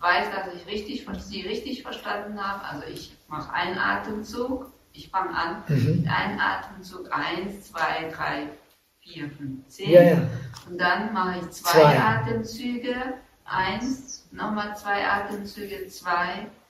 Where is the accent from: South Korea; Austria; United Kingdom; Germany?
South Korea; Okay. Ich bin aus Korea.